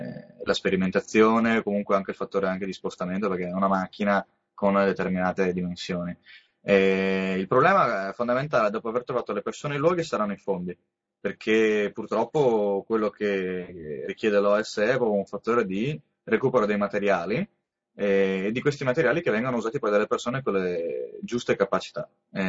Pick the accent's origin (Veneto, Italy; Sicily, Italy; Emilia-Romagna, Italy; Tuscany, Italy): Veneto, Italy; Padua; Io sono di Padova, e ho la possibilità comunque di muovermi nell'hinterland, nella zona al massimo del Trevigiano.